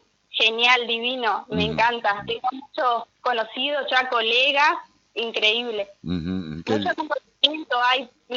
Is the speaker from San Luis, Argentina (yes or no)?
no; Corrientes, Argentina; now in Concordia, Argentina; Yo, por ejemplo, soy de Corrientes.